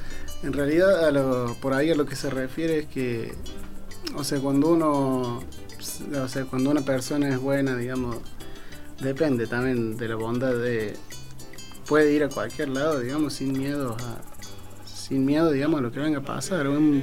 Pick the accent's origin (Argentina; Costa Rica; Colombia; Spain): Argentina; Córdoba; De Córdoba capital.